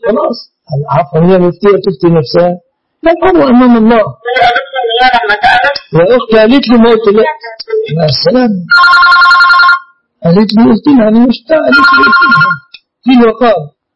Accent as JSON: {"language": "Arabic", "region": "Dakahlia", "country": "Egypt", "said": "أنا لست من أهل القاهرة، أنا من قرية مجاورة للمنصورة."}